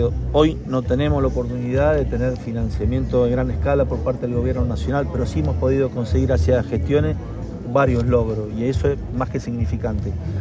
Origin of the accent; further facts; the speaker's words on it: San Juan, Argentina; Acá somos todos sanjuaninos.